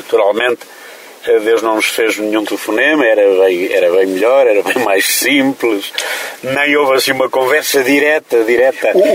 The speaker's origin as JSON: {"language": "Portuguese", "town": "Paúl", "region": "Centro", "country": "Portugal", "tie": "born or raised there", "said": "Eu sou do Paúl, no concelho da Covilhã"}